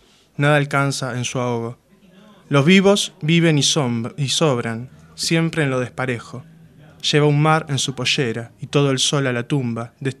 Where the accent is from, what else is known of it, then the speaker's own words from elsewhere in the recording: San Justo, Buenos Aires Province, Argentina; now in La Plata, Argentina; Yo soy de San Justo y bueno, y me vine para acá, para La Plata.